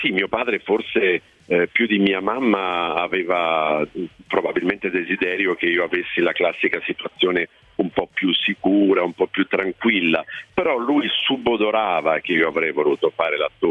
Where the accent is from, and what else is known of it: Ascoli Piceno, Marche, Italy; born there; also born or lived in Milan / Bari / Padua